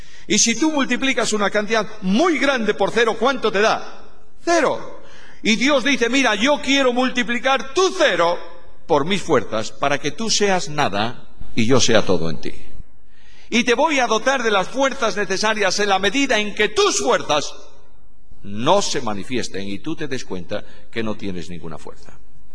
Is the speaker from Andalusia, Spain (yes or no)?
no; Galicia, Spain; En Galicia, mi tierra, hace muchos años, los campesinos se alumbraban con algo, llamaban allá el quinqué.